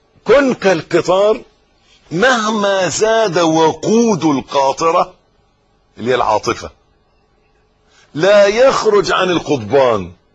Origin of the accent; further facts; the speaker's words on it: Egypt; حتة الارض اللي احنا واقفين عليها دي بلدنا مصر